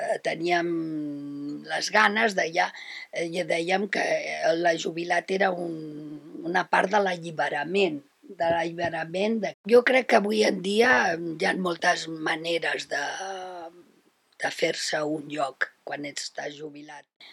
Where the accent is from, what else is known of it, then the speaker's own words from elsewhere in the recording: Barcelona, Catalonia, Spain; tinc 72 anys, sóc de Barcelona i la meva vida laboral ha estat bastant extensa.